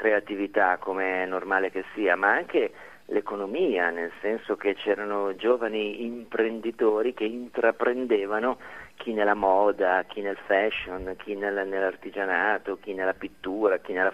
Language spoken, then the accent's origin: Italian; Milan, Lombardy, Italy; io sono milanese, ai tempi vivevo a Milano